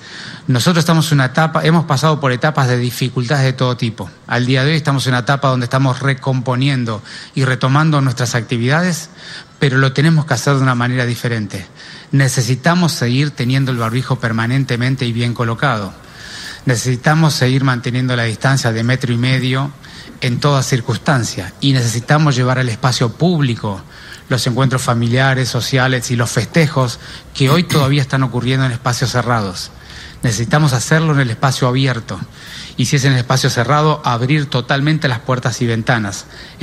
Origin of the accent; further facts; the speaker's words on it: Buenos Aires, Argentina; sino somos todos ciudadanos porteños y cada uno de su lugar tiene que estar dispuesto a aportar algo